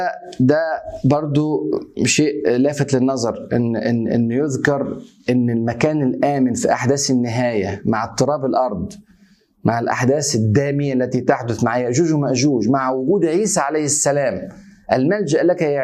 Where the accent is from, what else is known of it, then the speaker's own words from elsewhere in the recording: Egypt; مش عشان انا مصري برضه